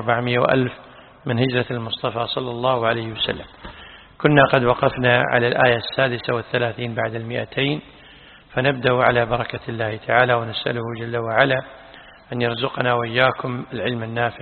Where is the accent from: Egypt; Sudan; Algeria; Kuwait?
Kuwait; وعندنا بالكويت يحكمون في متعة الطلاق